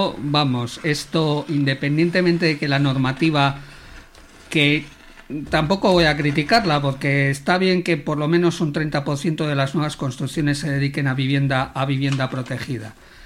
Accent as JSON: {"language": "Spanish", "town": "Valladolid", "region": "Castile and León", "country": "Spain", "lives_now": "Zaragoza, Spain", "said": "Ya te digo yo que en Valladolid, de donde yo soy, eso ya no existe."}